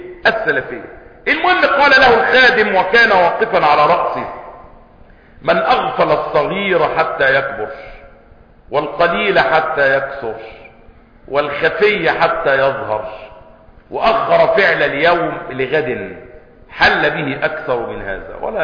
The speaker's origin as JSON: {"language": "Arabic", "country": "Egypt", "said": "والحمد لله ان بلدنا مصر يعني اقل البلاد خساره"}